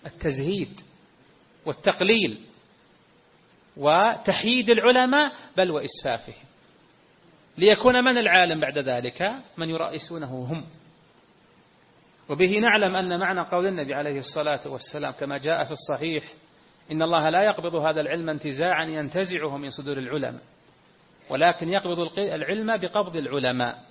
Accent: Saudi Arabia; بلدنا المملكة العربية السعودية ما زال فيها الحمد لله كوكبة من أهل العلم

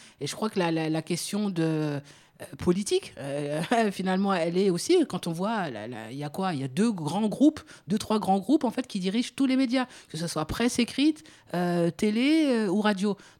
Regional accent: France; je suis français

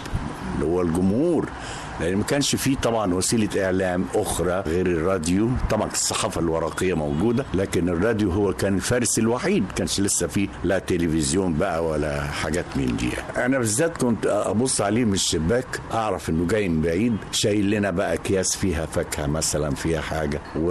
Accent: El Mahalla El Kubra, Gharbia, Egypt; born there; أنا اتولدت في مدينة المحلة الكبرى وكنت أكبر إخواتي.

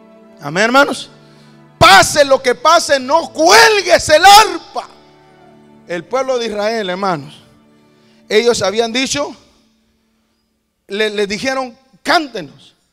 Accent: Honduras; Bueno, los que venimos de Honduras y Centroamérica.

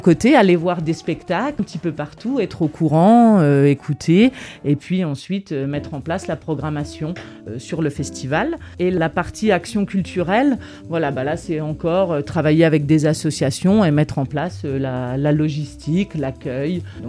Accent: Grand Est, France; Je suis lorraine

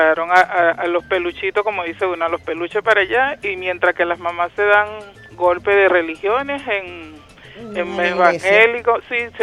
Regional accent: Sucre, Venezuela; un habitante más de este municipio, y tengo viviendo en el municipio 35 años, y no soy extranjera, soy criollita venezolana, salí del estado Sucre

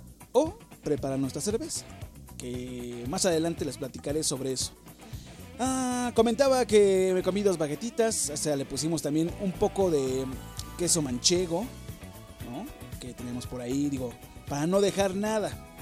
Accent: Mexico; por una mala administración que llevamos como mexicanos

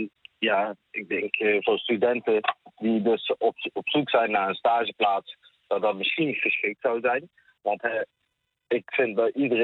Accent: Tilburg, North Brabant, Netherlands; Ja, ik ben in Nederland geboren, ik ben zelf Tilburger.

